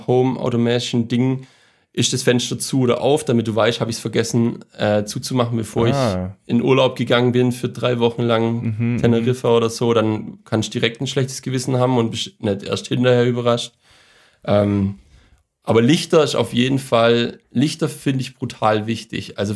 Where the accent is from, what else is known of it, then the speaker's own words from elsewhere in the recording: Baden-Württemberg, Germany; Und ich als Schwabe kann natürlich keins von den Gründen bis auf Frustration